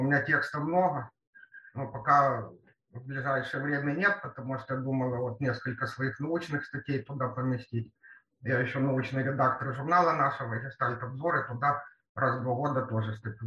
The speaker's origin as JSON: {"language": "Russian", "region": "Kyiv", "country": "Ukraine", "said": "Потом я киевлянка."}